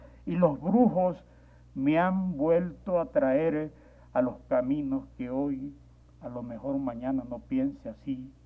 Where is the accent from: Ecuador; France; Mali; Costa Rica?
Ecuador; Soy un animal ecuatoriano, no puedo evitarlo.